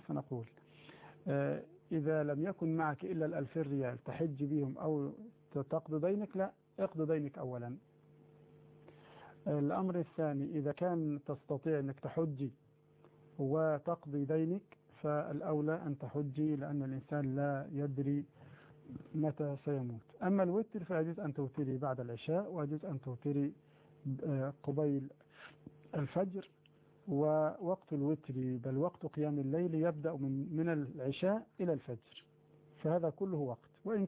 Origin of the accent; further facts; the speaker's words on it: Egypt; الفراشة عندنا في مصر معناها الخيام أو السرادقات التي تصنع في الأفراح والمناسبات